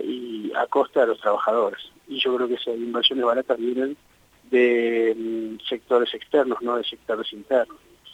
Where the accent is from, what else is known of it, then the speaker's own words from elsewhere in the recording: Buenos Aires, Argentina; Vivo hace 47 años en Buenos Aires, es decir, nunca salí de Buenos Aires